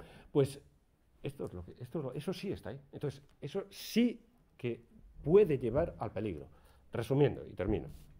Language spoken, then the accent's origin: Spanish; Vigo, Galicia, Spain; yo soy de Vigo y se estilaba mucho la patada al perro